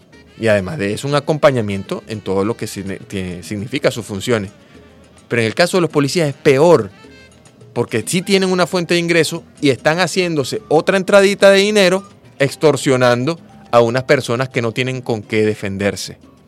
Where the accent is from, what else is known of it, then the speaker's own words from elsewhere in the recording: Venezuela; Aquí somos caribeños, somos venezolanos y nos identificamos con los que hacemos.